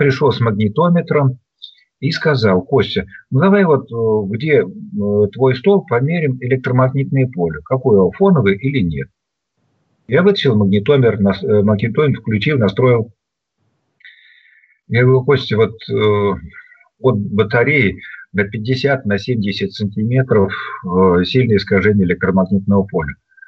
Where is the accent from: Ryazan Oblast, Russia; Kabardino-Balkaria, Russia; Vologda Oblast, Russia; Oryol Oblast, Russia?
Vologda Oblast, Russia; Vologda; now in Moscow, Russia; Я когда приезжаю из Москвы в Вологду, тоже уже на вокзале, я дома. Уже так все знакомо. Подхожу к деревне, я дома.